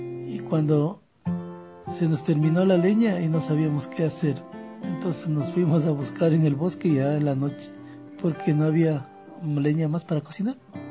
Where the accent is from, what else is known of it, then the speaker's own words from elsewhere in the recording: Tanicuichín, Cotopaxi, Ecuador; born there; Y soy nacido en Tanicuichín, provincia de Cotopaxi.